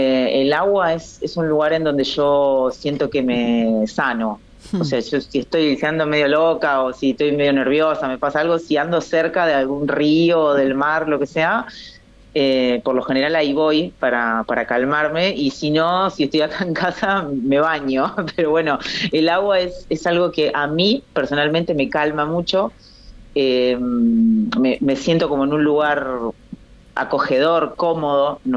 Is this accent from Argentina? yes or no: yes; Guatimosín, Córdoba, Argentina; Estoy en Córdoba, sí, en la provincia de Córdoba, en un pueblito que es mi pueblo natal, que sí. Se llama Guatimosín, bien al sur de la provincia de Córdoba.